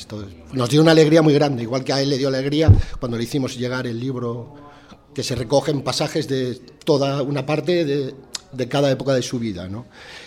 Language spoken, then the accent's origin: Spanish; Barcelona, Catalonia, Spain; pues yo que soy de Barcelona